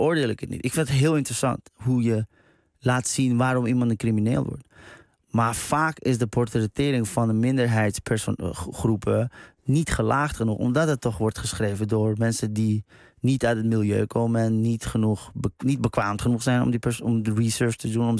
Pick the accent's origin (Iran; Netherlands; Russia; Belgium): Iran; nog nooit ben ik opgestaan met het gedachte, god, wat ben ik toch een Iraanse man.